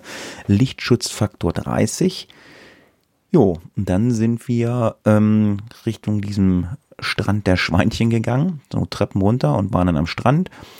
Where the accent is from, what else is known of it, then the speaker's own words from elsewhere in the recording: Lower Saxony, Germany; in Deutschland, in einigen Bundesländern ist, glaube ich, auch Feiertag, aber nicht in Niedersachsen, wo ich herkomme.